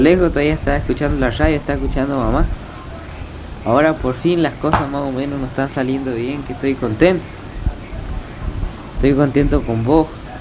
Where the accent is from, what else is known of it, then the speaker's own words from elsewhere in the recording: Castelli, Chaco, Argentina; Y además estaba vos y estaba parte de mí en el Chaco. Estaba mi pueblo ahí, Castelli.